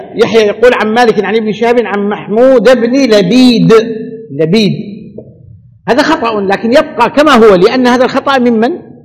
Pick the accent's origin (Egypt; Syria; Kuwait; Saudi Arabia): Saudi Arabia; لكن انت تعودت عندنا في السعوديه